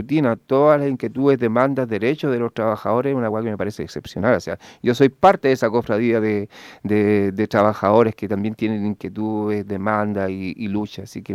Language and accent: Spanish; Pudahuel, Santiago Metropolitan, Chile; born there; No, yo nací en, bueno, lo que era antes, hace 43 años, o sea, 44. En agosto ya serían 43. 43 años, el 71. En la comuna de Pudahuel